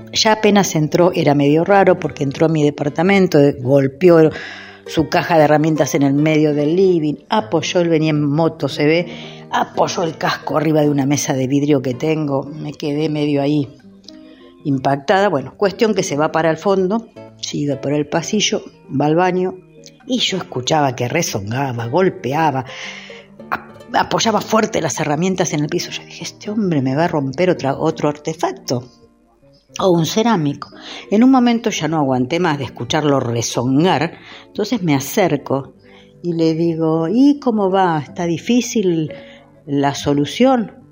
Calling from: Mar del Plata, Buenos Aires Province, Argentina; de Mar del Plata

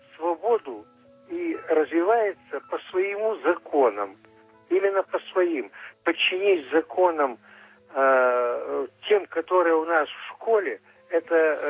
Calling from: Arkhangelsk, Arkhangelsk Oblast, Russia; Я из Архангельска, преподаватель, мне 76 лет.

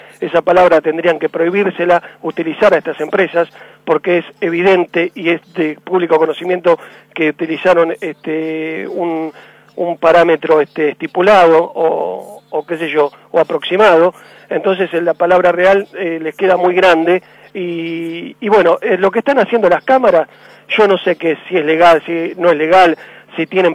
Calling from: Buenos Aires, Argentina; soy de Buenos Aires, no me puedo quejar tanto porque la gente del interior no sé a dónde tiene que ir para reclamar por las tarifas

